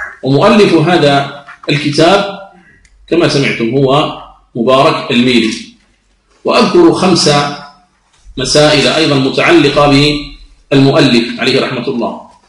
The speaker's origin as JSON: {"language": "Arabic", "country": "Algeria", "said": "يعد علما من أعلام بلادنا الجزائر"}